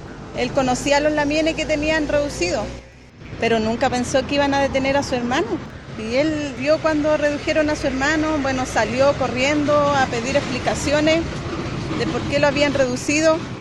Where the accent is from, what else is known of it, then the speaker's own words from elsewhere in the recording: Santiago, Santiago Metropolitan Region, Chile; also born or lived in Carahue; Llevamos 15 años ahí ya viviendo. Bueno, yo nací en Carahue. De ahí son mis papás, mi abuelo, mis primos, todo. Pero me crié en Santiago, más que nada.